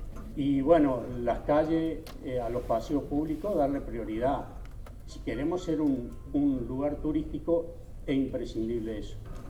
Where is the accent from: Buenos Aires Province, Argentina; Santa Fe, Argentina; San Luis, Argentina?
Buenos Aires Province, Argentina; Capilla del Señor; soy nacido y criado en Capilla, por eso lo puedo decir